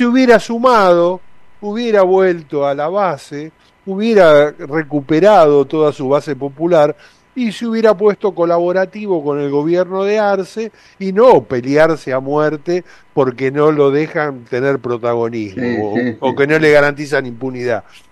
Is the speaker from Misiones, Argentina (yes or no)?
no; Buenos Aires, Argentina; Nosotros somos porteños centristas.